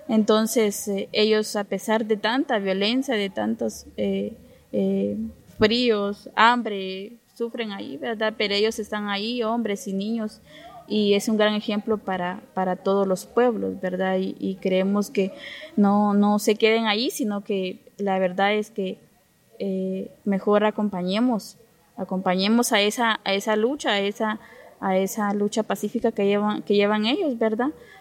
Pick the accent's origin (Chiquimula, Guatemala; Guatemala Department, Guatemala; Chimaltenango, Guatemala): Chiquimula, Guatemala; Camután; soy Maya Chortí, de Camután, Chiquimula.